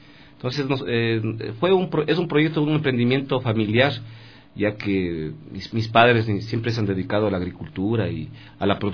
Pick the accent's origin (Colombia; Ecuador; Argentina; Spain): Ecuador; Cayambe, Pichincha; also born or lived in Ibarra; nací en Ibarra, pero la verdad es que claro que es una linda tierra Ibarra y el clima es súper chévere, pero soy cayambeño y orgulloso de serlo